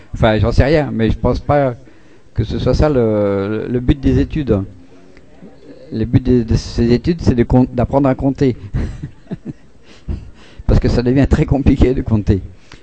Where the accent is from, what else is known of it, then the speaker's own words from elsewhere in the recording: Grand Est, France; Moi, je suis Lorrain, c'est qu'il y a déjà plein d'échanges entre l'Allemagne et la Lorraine